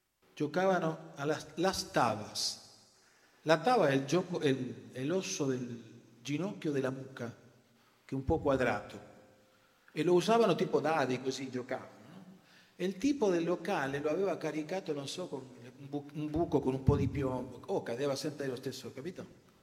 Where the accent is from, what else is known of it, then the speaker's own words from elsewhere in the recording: Rosario, Santa Fe, Argentina; Io sono del Rosario